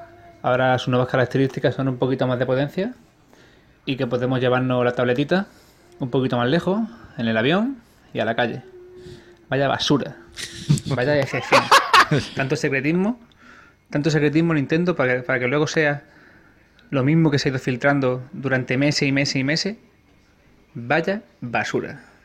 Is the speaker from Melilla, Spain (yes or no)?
yes; Melilla, Spain; de Melilla